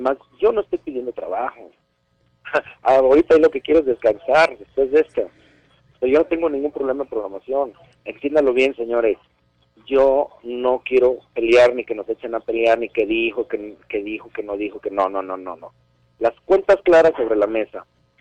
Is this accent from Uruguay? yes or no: no; Guadalajara, Jalisco, Mexico; La última función quiero que sea ahí en mi tierra, porque ahí fue donde inicié como luchador. Así que la primera y la última se quedan en Guadalajara.